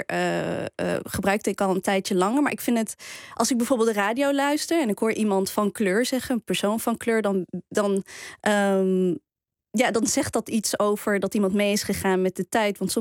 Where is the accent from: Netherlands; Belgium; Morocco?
Morocco; Die moest er ook bij als Marokkaan zijnde.